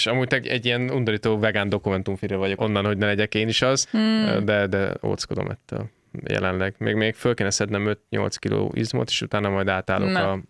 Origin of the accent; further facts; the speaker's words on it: Budapest, Hungary; én tényleg a hülye budapesti gyerek vagyok, nem voltam disznóvágáson